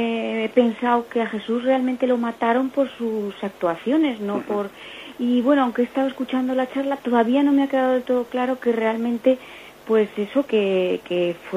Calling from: Zaragoza, Aragon, Spain; de Zaragoza

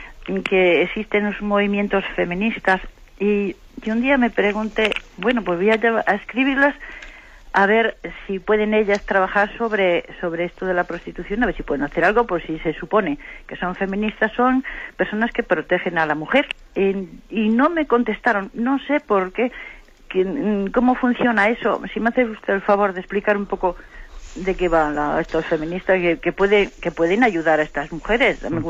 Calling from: Santander, Cantabria, Spain; de Santander.

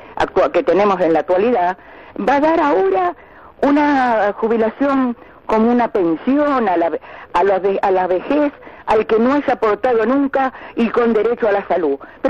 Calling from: Wilde, Buenos Aires Province, Argentina; de Wilde.

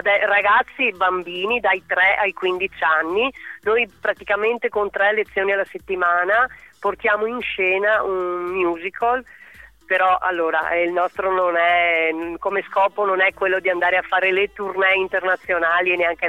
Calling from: Marcon, Veneto, Italy; Allora io chiamo da Marcon, che è il mio paese di residenza

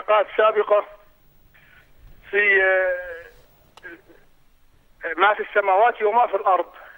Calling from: Saudi Arabia; من السعودية.

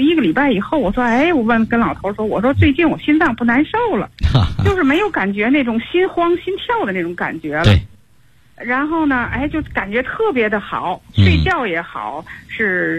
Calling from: Tianjin, China; 我是天津的那个河西区的学员。

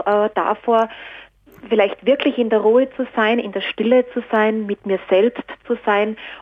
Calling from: Salzburg, Austria; Ich bin aus Salzburg oder in der Nähe von Salzburg.

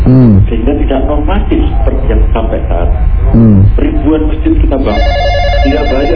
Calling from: Bandung, West Java, Indonesia; Saya dari Bandung.

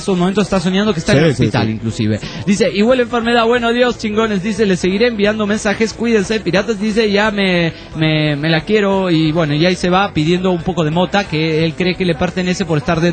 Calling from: Badalona, Catalonia, Spain; de Badalona, España.

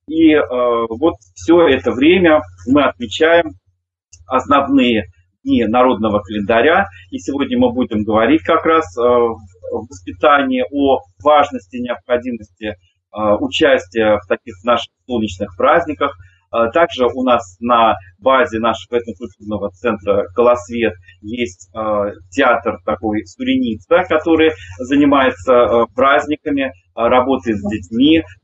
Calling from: Mozhaysk, Moscow Oblast, Russia; Я вещаю вам из Можая, даже из Можайского района, из самых истоков Москвы-реки, где мы существуем как этнокультурный центр «Колосвет», такое старейшее эко-поселение с начала 80-х годов.

